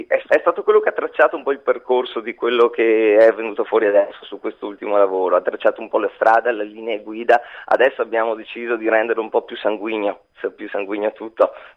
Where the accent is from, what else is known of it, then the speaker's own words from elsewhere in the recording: Venice, Veneto, Italy; now in Mira, Italy; Se io sono un veneziano poi trapiantato un po' fuori, dai, diciamo veneziano d'origine.